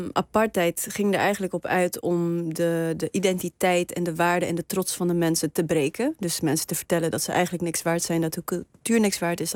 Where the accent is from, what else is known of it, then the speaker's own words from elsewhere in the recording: Namibia; En iedereen sprak Nederlands en ik sprak Afrikaans. En ik moest de hele tijd uitleggen waar ik vandaan kwam. En ik vol trots vertelde ik dat ik uit Namibië kwam.